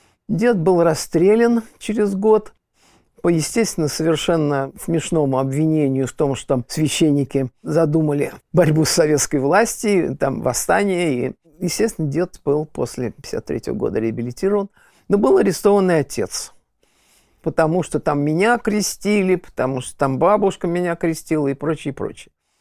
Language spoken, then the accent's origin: Russian; Volokolamsk, Moscow Oblast, Russia; born there; И когда я родился в Волоколамске, Московской области